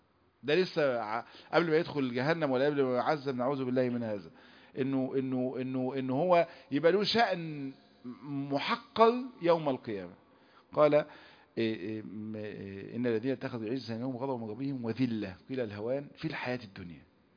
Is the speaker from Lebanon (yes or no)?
no; Egypt; احنا بنسمي النمل عندنا في مصر نمل